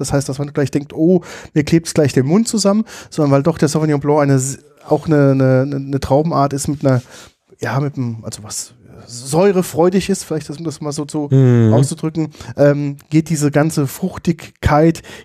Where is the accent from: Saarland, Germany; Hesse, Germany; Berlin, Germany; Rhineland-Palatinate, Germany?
Rhineland-Palatinate, Germany; Ich sage das ja sehr ungern als Pfälzer, weil Rieslingschorle ja das Nonplusultra ist.